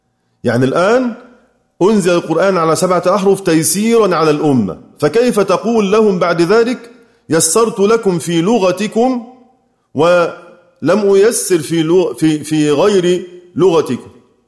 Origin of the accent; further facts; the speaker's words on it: Egypt; هل أستطيع أنا كمصري إني أقول إني أحيط بكل معاني كلمات على أقل بلدي؟